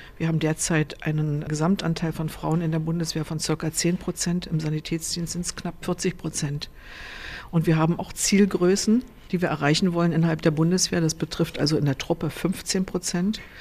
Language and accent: German; Germany; Ich bin ja in der DDR groß geworden und habe im Krankenhaus der Volkspolizei in Berlin gearbeitet